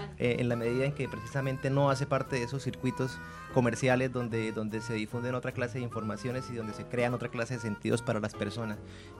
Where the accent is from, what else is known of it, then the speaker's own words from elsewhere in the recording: Bucaramanga, Santander, Colombia; now in Argentina; soy de una ciudad que se llama Bucaramanga, que queda en Colombia, en la cordillera oriental colombiana. Una ciudad de 1 millón de habitantes y nada, pues me vine para Argentina